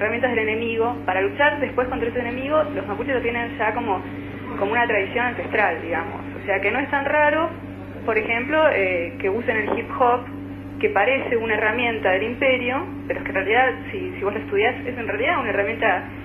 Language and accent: Spanish; Neuquén, Argentina; yo crecí en Neuquén, viví en la ciudad de Neuquén mucho tiempo, bueno, ahí es también parte del territorio mapuche